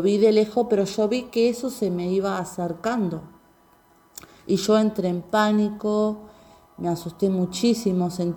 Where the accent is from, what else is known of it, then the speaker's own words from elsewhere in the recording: Atlántida, Canelones, Uruguay; soy de Atlántida. Tengo 47 años